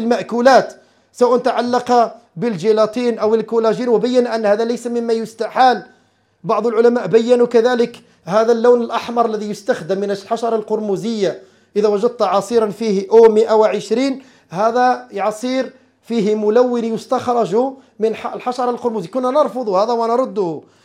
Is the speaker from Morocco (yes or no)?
yes; Morocco; عندنا في المغرب